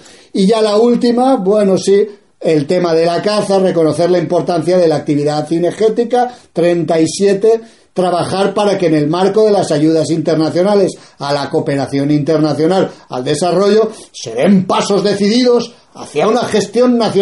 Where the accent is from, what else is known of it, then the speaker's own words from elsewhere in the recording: Spain; yo no soy flamenco, soy español, a mucha honra